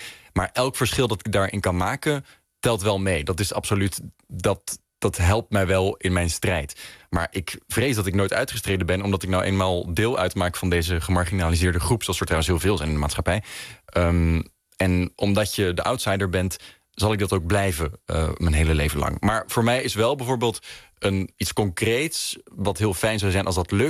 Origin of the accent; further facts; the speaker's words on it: Haarlem, North Holland, Netherlands; now in Amsterdam, Netherlands; Ik ben opgegroeid in Haarlem. Ik woon in Amsterdam.